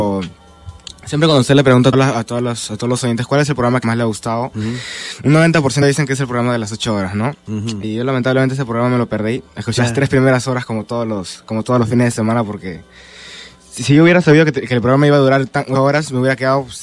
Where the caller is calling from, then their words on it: San Martín de Porres, Lima, Peru; De San Martín